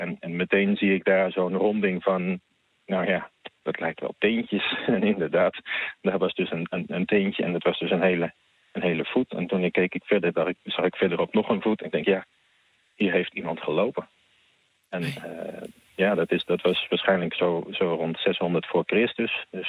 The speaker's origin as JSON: {"language": "Dutch", "town": "Beverwijk", "region": "North Holland", "country": "Netherlands", "also_born_or_lived": "Heemskerk", "said": "En ik was ook bij een amateurvereniging in Beverwijk en Heemskerk, waar ik vandaan kom, actief."}